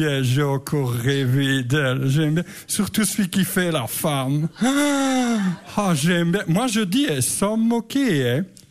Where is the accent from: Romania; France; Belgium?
Belgium; Verviers, Wallonia; moi, je suis de Bénezet, mais je suis originaire comme eux, de la région Verviers-Étoile.